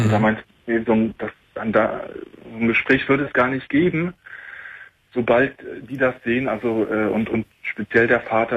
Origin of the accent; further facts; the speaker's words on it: Germany; born there; ich bin gebürtiger Deutscher, deutsche Eltern, alles groß und blond.